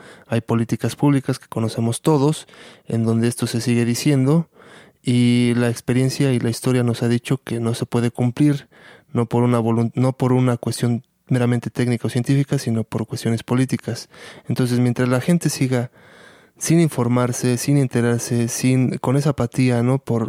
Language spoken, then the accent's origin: Spanish; Mexico; se está transgrediendo todo esto de nuestro devenir como sociedad mexicana, como hijos del maíz